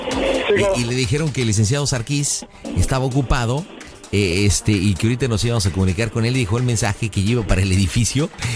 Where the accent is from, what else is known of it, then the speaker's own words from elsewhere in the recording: Mexico; ¿Cómo somos los mexicanos? Somos mentirosos.